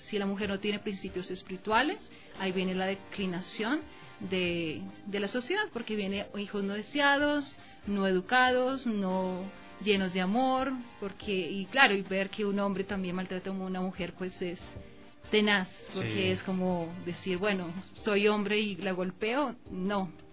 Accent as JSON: {"language": "Spanish", "country": "Colombia", "said": "si considero que yo soy mujer, soy de Colombia"}